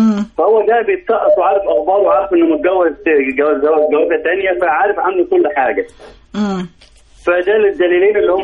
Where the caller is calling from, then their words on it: Beni Suef, Beni Suef Governorate, Egypt; بني سويف. بني سويف.